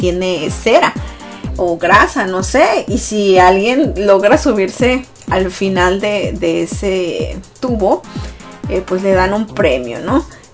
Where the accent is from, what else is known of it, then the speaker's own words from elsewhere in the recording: Sonora, Mexico; De hecho, pues yo soy de Sonora y en Sonora pues ponen también los, le llamamos los cohetes